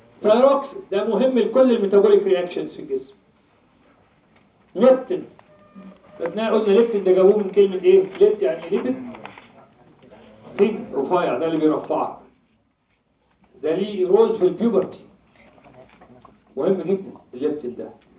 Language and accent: Arabic; Egypt; احنا عندنا في مصر في البيت نحب نسحب الشقه